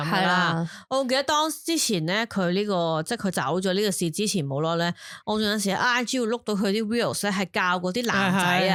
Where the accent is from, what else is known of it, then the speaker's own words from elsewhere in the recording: Hong Kong; 我谂我哋香港人都近呢20年啊